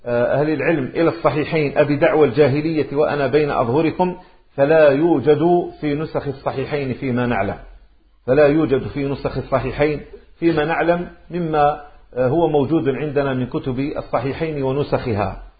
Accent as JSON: {"language": "Arabic", "town": "Maghnia", "region": "Tlemcen Province", "country": "Algeria", "said": "أقول له أنا من مغنية"}